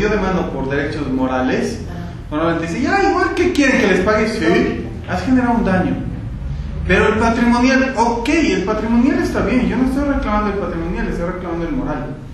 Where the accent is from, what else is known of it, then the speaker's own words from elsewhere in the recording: Bolivia; yo soy autor boliviano, estoy en el círculo de autores bolivianos